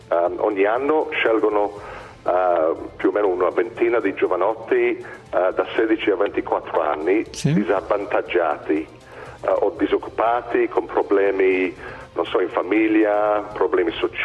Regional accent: England, United Kingdom; sono inglese, però i miei genitori sono italiani di Brescia.

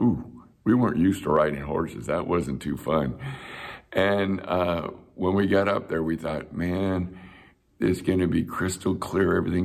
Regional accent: Chula Vista, California, United States; I grew up in Chula Vista, California.

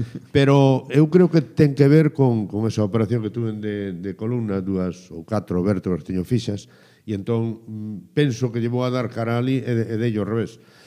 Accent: Galicia, Spain; Son de todos os equipos galegos porque son galego e polo tanto son de todos os equipos galegos

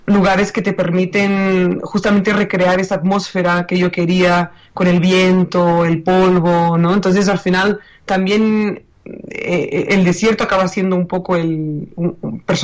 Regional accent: Catalonia, Spain; desde Barcelona, ¿no? Y yo soy catalana

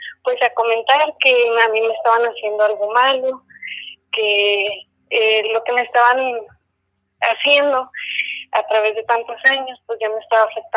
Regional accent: Monterrey, Nuevo León, Mexico; now in Mexicali, Mexico; Bueno, pues realmente yo no soy de aquí. Yo soy de Monterrey.

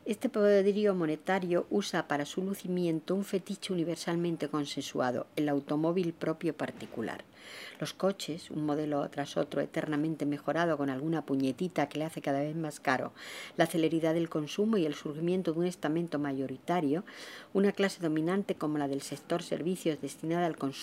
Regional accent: Extremadura, Spain; Yo me acuerdo de chica que los grandes terratenientes de mi tierra, de Extremadura, nunca decían que eran ricos

